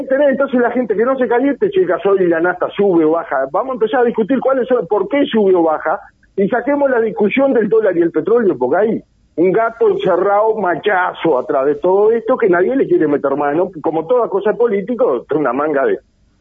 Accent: Uruguay; no tenemos que darnos la discusión como uruguayo

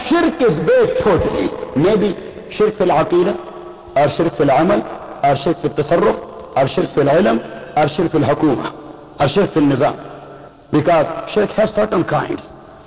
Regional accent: Pashtun area, Pakistan; Me, Hafiz sir, Qari sir, and our two lalas, big brothers, we are from the Pashtun area. In Pashtun area, you cannot imagine to divorce your wife, because that is against the tradition of the Pashtun people.

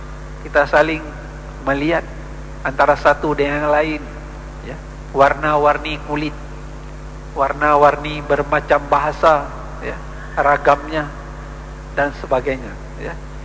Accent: Aceh, Indonesia; Karena kita Aceh ke lebih dekat, murah sedikit dari orang di Sulawesi sana, ya.

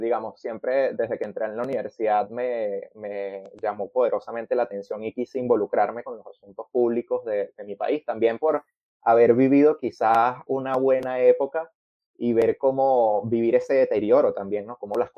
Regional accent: Caracas, Capital District, Venezuela; yo soy de Caracas, Venezuela.

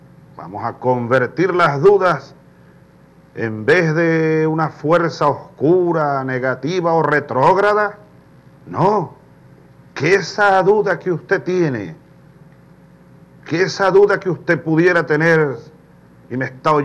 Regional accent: Venezuela; Nosotros somos capaces, los venezolanos.

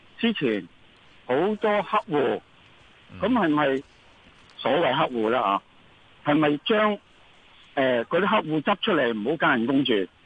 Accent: Hong Kong; born there; 咁我在香港呢出世的。

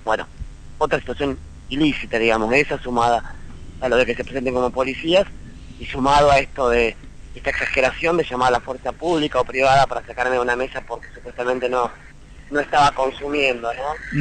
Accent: La Plata, Buenos Aires Province, Argentina; para volver a Ciudad de la Plata, de donde soy yo

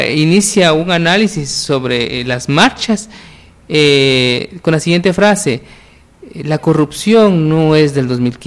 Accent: Guatemala; El hecho de que nosotros como guatemaltecos no podemos evitar que vivimos en un mundo globalizado

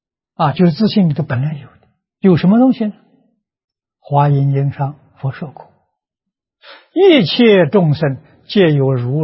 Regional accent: China; 我们中国人讲福报，福报包括在相好里头

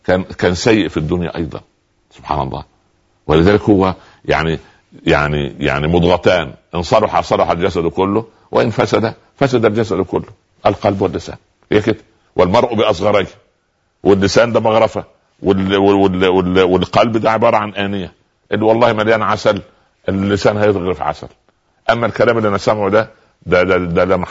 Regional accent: Upper Egypt, Egypt; كان عندنا في الصعيد يقولوا ايه

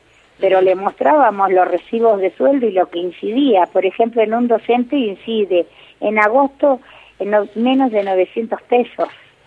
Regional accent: Santa Fe, Argentina; yo soy de otra provincia, soy de provincia de Santa Fe.

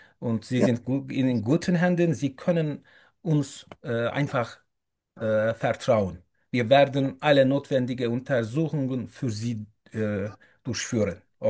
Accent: Turkey; German is a second language; now in Germany; ich komme aus der Türkei. Seit etwa mehr als 20, 2,5 Jahren bin ich in Deutschland mit meiner ganzen Familie.

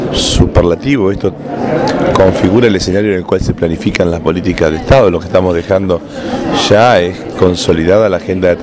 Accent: Argentina; nosotros somos todos argentinos que tenemos que trabajar juntos para que al país le vaya bien

